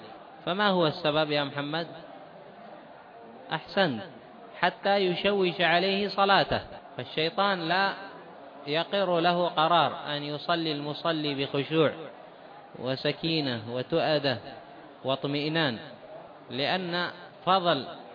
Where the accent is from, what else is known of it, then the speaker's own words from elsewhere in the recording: Taiz, Taiz Governorate, Yemen; حتى عندنا في تعز.